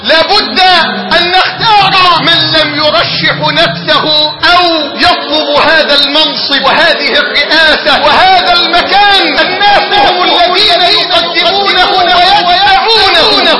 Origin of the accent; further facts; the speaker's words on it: Egypt; اللهم ارزق بلدنا مصر حاكما ربانيا صالحا.